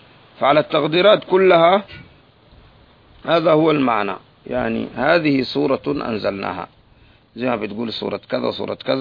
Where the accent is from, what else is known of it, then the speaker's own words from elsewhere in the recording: Sudan; ناس وزارة التربية والتعليم عندنا في السودان